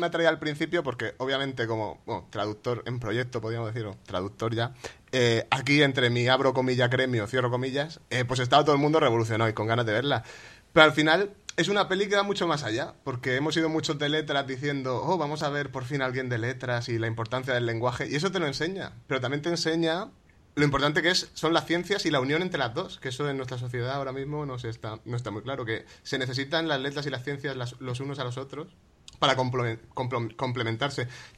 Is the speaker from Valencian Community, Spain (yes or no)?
yes; Orihuela, Valencian Community, Spain; soy de Orihuela, es una ciudad pequeña